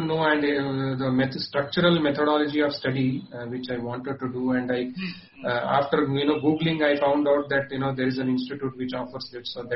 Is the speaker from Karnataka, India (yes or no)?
yes; Raichur, Karnataka, India; I am basically from Karnataka, sir. I am from Raichur.